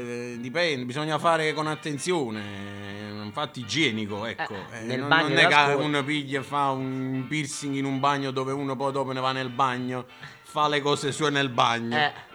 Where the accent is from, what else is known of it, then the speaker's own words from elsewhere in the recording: Lombardy, Italy; No, siamo della Val Brembana, proprio di famiglia.